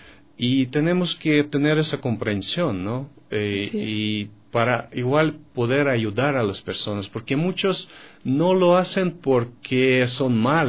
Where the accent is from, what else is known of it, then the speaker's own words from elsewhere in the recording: Russia; Spanish is a second language; now in Ecuador; Porque en Europa, en Estados Unidos, en mi país, Rusia, los precios de esos productos son bastante elevados